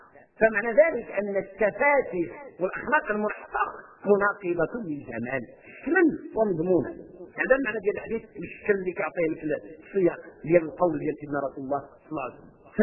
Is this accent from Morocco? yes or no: yes; Morocco; عندنا في المغرب قصة مع القرآن سبحان الله العظيم